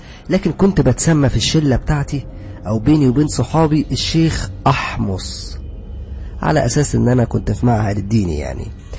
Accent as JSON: {"language": "Arabic", "town": "Alexandria", "region": "Alexandria Governorate", "country": "Egypt", "said": "أنا نسيت أقول لكم أنا أصلا من اسكندرية وعايش في اسكندرية ولا زلت عايش في اسكندرية"}